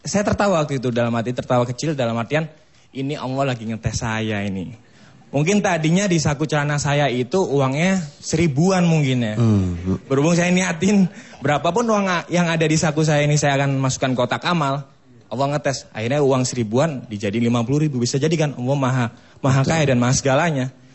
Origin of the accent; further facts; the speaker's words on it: Bangil, East Java, Indonesia; now in Jakarta, Indonesia; Saya hijrah ke Jakarta mulai tahun dari 2004. Saya aslinya dari Bangil, Pasuruan, Jawa Timur.